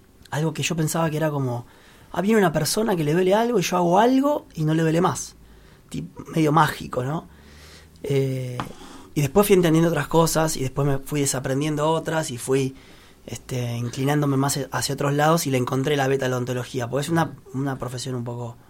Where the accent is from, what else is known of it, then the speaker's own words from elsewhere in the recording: Lomas de Zamora, Buenos Aires Province, Argentina; moved away as an adult; now in Buenos Aires, Argentina; yo soy de Loma de Zamora, viví 39 años ahí, tengo mi primer año de porteño, es muy raro. Ahora estamos en la paternal con Marina y con los chicos.